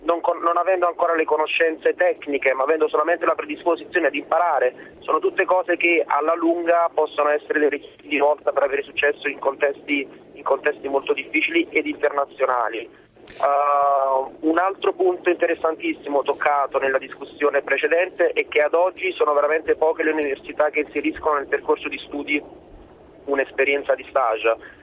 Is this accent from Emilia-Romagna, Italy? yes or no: no; Naples, Campania, Italy; now in Milan, Italy; Io ho 29 anni, sono di Napoli, ma mi sono trasferito a Milano prima per studio, adesso per lavoro.